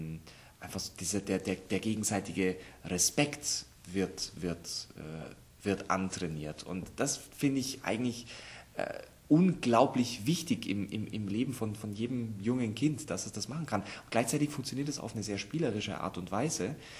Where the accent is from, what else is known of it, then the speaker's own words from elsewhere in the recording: Augsburg, Bavaria, Germany; now in Munich, Germany; Ich komme aus Augsburg, aber ich wohne seit 10 Jahren in München.